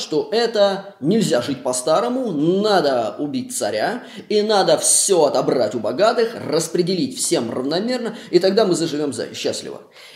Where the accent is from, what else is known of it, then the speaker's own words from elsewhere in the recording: Saint Petersburg, Russia; потому что я из Петербурга